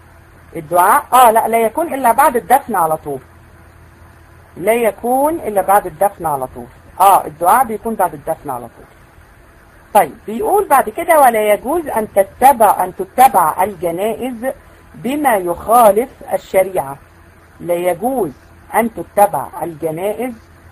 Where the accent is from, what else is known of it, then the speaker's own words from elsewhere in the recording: Egypt; احنا عندنا في مصر